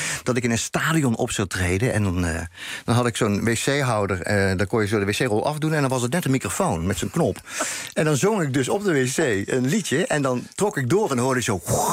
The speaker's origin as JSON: {"language": "Dutch", "region": "North Brabant", "country": "Netherlands", "tie": "born or raised there", "said": "En het leek ook op Brabant, met die gezelligheid waar ik opgroeide."}